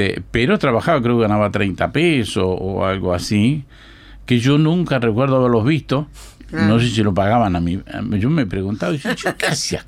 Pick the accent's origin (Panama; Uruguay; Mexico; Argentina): Uruguay; Yerbalito del Convoy, Treinta y Tres; born there; Yo siempre digo, yo nací en el Yerbalito del Convoy.